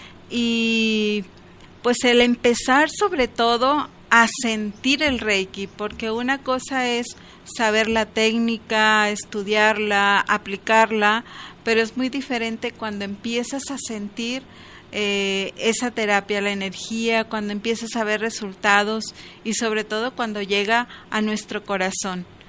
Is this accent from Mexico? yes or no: yes; Escuinapa, Sinaloa, Mexico; born there; also born or lived in Culiacán; now in Guadalajara, Mexico; Yo soy nacida en el estado de Sinaloa. Originalmente nací en Escuinapa, un pueblo pues ya grande actualmente, con mucho mango, mucho camarón, mucha pesca, mucha playa.